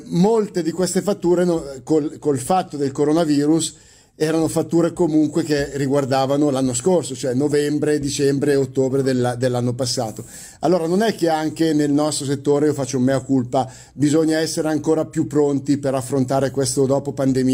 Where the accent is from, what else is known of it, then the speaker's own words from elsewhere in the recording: Lombardy, Italy; Io uso un carnaroli perché sono lombardo.